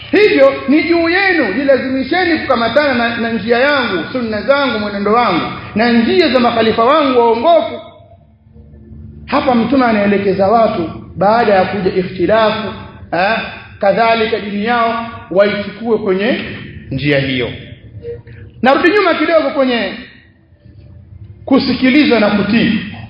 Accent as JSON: {"language": "Swahili", "town": "Tanga", "region": "Tanga Region", "country": "Tanzania", "said": "Mwaikumbuka kule kwetu Tanga inafanywa sana hiyo."}